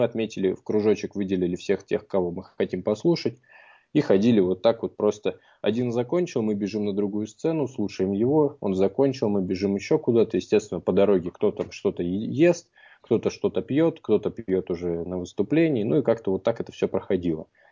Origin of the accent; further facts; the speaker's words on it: Russia; И спросив, узнав о том, что мы из России